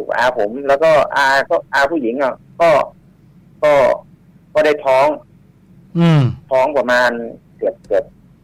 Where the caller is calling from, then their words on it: Phra Khanong, Bangkok, Thailand; พระโขนงครับพี